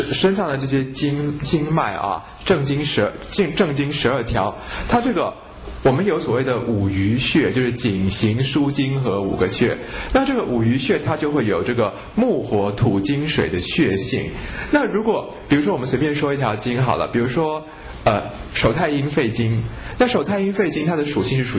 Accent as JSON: {"language": "Chinese", "country": "China", "said": "因为我们中国人说五行是土生金，对不对？"}